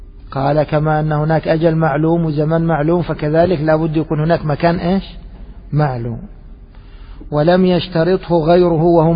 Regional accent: Egypt; يعني مثلا خلينا نضرب مثال عندنا في مصر، السلم في الرز

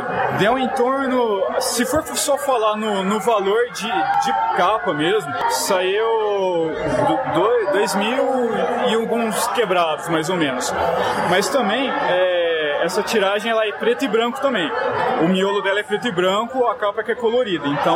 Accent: Campinas, São Paulo, Brazil; Então, eu sou de Campinas

